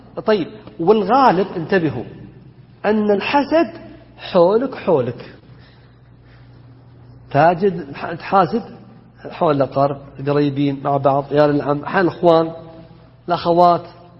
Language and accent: Arabic; Najd, Saudi Arabia; بينما عندنا في نجد انحتة